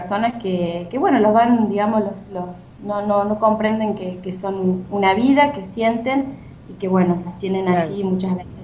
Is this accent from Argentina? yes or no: yes; Argentina; eso es lo que ocurre en mi país. Acá tenemos los caballos que están en la ciudad